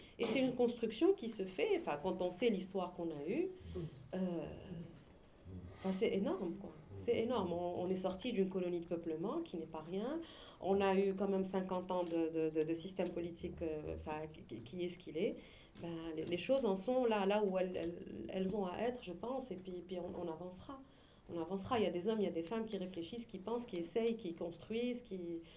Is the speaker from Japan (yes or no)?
no; Algiers, Algiers Province, Algeria; Je parle en tant qu'Algérienne lambda qui vit à Alger.